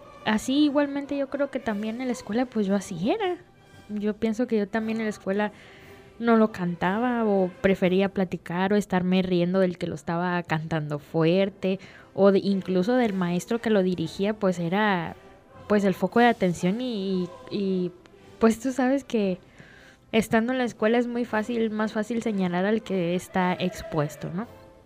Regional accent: Mexico; lo que el himno nacional debe significar para todos nosotros como mexicanos.

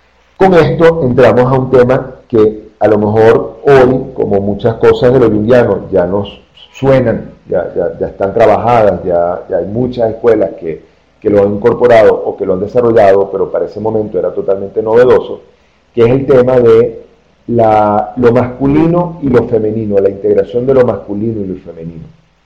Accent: Venezuela; now in Colombia; les recuerdo que yo soy venezolano, tengo aquí en Colombia muy poco tiempo, llegué apenas en enero

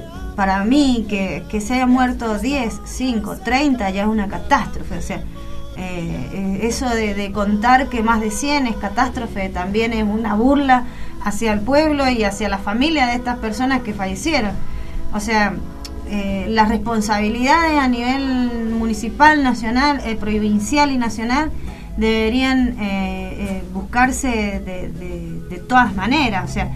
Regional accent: Argentina; nosotros como pueblo argentino estamos acostumbrados

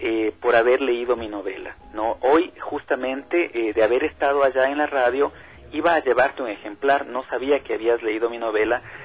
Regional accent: Latacunga, Cotopaxi, Ecuador; Cuando yo tenía 5 años, pasaba mis vacaciones en el Chasqui, en el Cotopaxi, con mi abuela, con mi tío. Yo soy de la Tacunga.

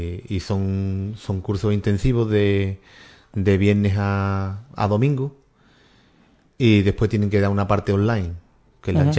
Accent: Ubrique, Andalusia, Spain; pintorescas de Ubrique, sitios que sean de... Me gusta que pase la gente por los sitios más bonitos de mi pueblo.

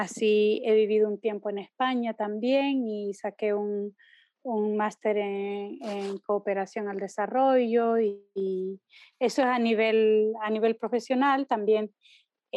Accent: El Salvador; also born or lived in Mesa Grande, Honduras; soy salvadoreña porque nací aquí, pero me considero ciudadana del mundo.

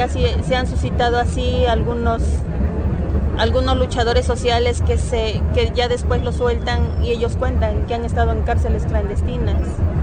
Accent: Mexico; Nosotros ya no estamos dispuestos a continuar con esto como mexicanos

